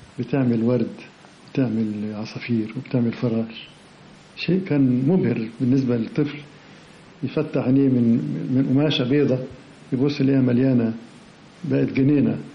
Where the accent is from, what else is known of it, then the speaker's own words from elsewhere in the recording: Alexandria, Alexandria Governorate, Egypt; now in Cairo, Egypt; احنا هاجرنا من اسكندرية إلى القاهرة مخصوص علشان ألتحق بمدرسة الفنون